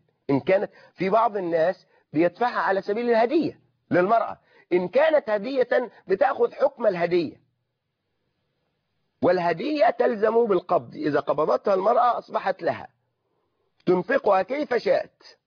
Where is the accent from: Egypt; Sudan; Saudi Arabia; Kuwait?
Egypt; أغلبنا نحن كمصريين بيجعل مقدما في الصداق ومؤخرا في الصداق